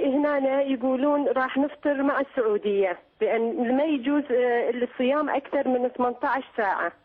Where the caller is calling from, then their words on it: Norway; أنا أتصل من النرويج.